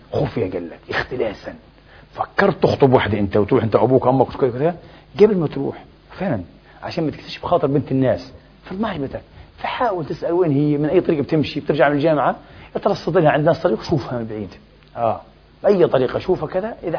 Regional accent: Egypt; احنا مصريين يا حبيبي

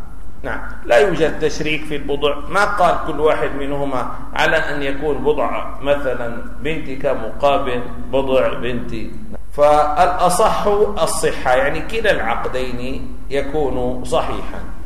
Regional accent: Syria; في الجزيرة عندنا في سوريا

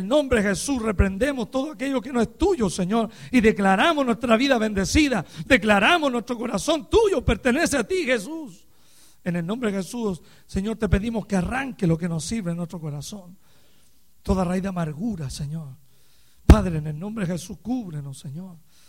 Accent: Chile; moved away as an adult; para algunos que no me conocen. Vengo de la República de Chile, Sudamérica. Aleluya. Y algún día volveré allá otra vez, ¿verdad? Tenemos casi 14 años aquí en este país.

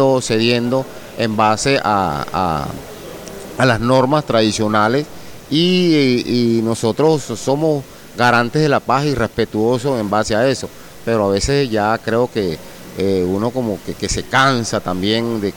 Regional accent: Venezuela; nosotros como venezolanos

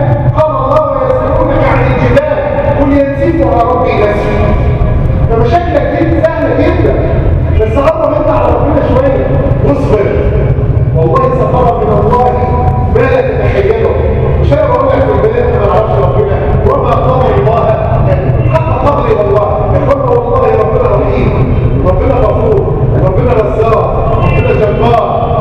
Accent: Egypt; واحفظ بلادنا مصر وسائر بلاد

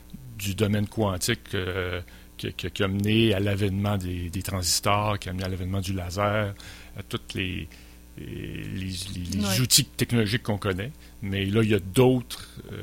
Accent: Quebec, Canada; En fait, moi, je viens de la région de Charlevoix.

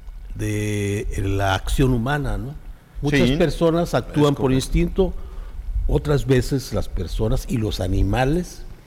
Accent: Yucatán, Mexico; Pues muy contento de estar otra vez contigo y estar en mi tierra. Yo soy yucateco.

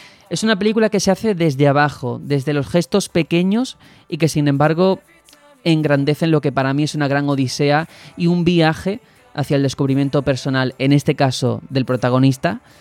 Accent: Algeciras, Andalusia, Spain; now in Madrid, Spain; Yo vengo de Algeciras, de estar toda la vida pues con mis padres. Nunca había salido ni vivido fuera.

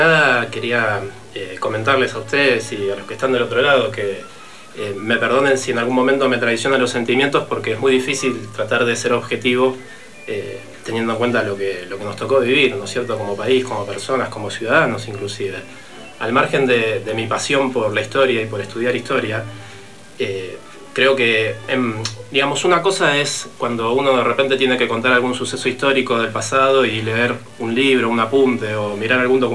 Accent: Argentina; Hemos vivido un proceso que fue tremendo para nosotros como historia y como país y como argentinos.

